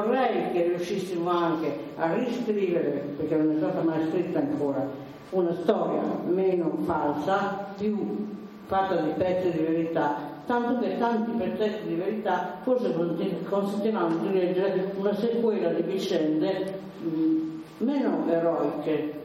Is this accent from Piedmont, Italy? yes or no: yes; Piedmont, Italy; born there; Io sono piemontese di nascita, in Piemonte rispetto all'autorità considerevo il pezzo della cultura anche popolare.